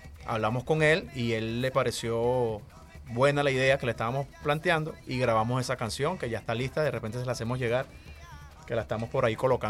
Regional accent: Cumaná, Sucre, Venezuela; Yo me crié en Cumaná, por ejemplo.

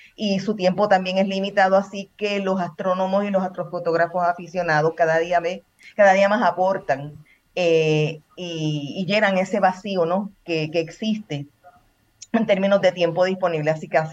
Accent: Puerto Rico; now in Portugal; El patio de mi casa, yo vivía en Puerto Rico. De hecho, yo soy de Puerto Rico.

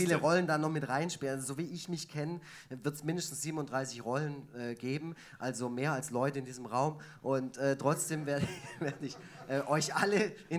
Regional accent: Effringen, Baden-Württemberg, Germany; ich komme ursprünglich aus dem Kaff neben Neubulach, Effringen.

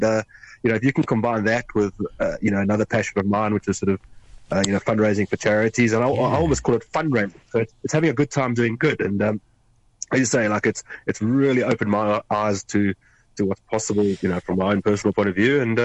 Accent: South Africa; because I'm South African, he's Irish, we know each other from Hong Kong, but we reconnected in Nairobi, Kenya.

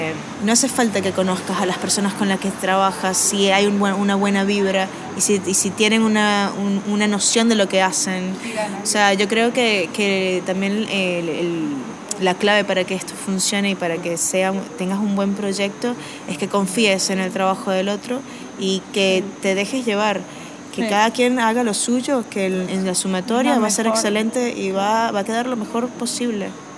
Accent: Venezuela; moved away as an adult; now in Argentina; Yo también soy de Venezuela. Soy comunicadora social, mención audiovisual allá. Y vine hace 3 años porque, bueno, mi papá es argentino y me pareció que lo más lógico era migrar

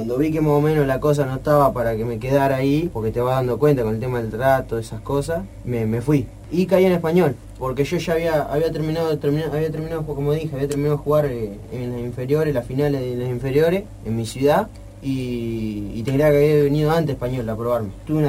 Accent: Saladillo, Buenos Aires Province, Argentina; now in Buenos Aires, Argentina; soy de Saladillo, provincia de Buenos Aires. Estoy viviendo acá en Buenos Aires porque estoy jugando al fútbol. Cuando era más chico estaba jugando allá en Argentino de Saladillo, jugué hasta los 14 años.

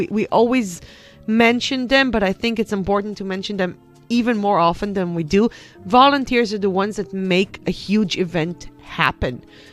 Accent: Beijing, China; Yes, I am a Beijinger. Yes, I'm from Beijing municipality.

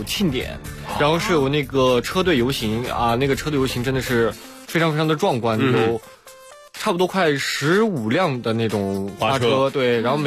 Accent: China; 我说我是中国人，然后马上就切换成了中文

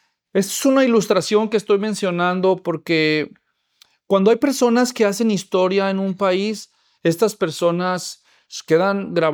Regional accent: Mexico; Es difícil para nosotros no saber eso, los que nacimos allá, porque eso es muy inculcado entre los niños desde temprana edad.

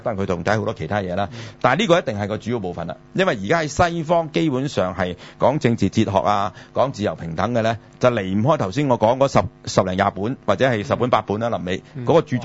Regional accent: China; 但係你知我哋中國人咧就好怕單字嘅

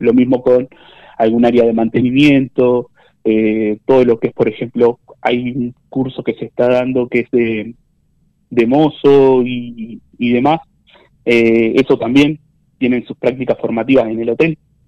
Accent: Tapalqué, Buenos Aires Province, Argentina; Somos todos jóvenes de Tapalqué

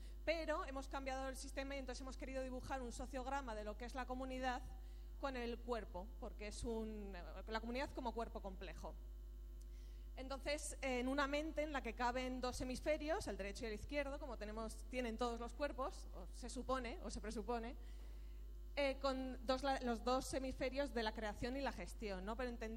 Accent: Aragon, Spain; Soy de Aragón, entonces para que se me note.

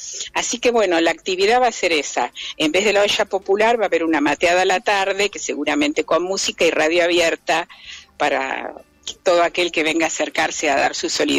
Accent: Bahía Blanca, Buenos Aires Province, Argentina; yo soy de Bahía Blanca

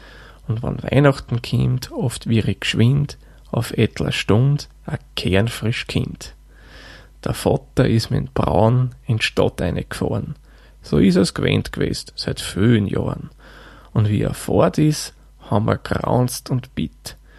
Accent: Lower Austria, Austria; denn ich bin ja ein gebürtiger Waldviertler.

